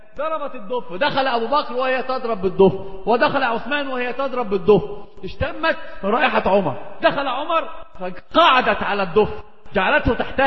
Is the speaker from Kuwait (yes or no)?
no; Egypt; عندنا في مصر يقولون مثل عظيم جدا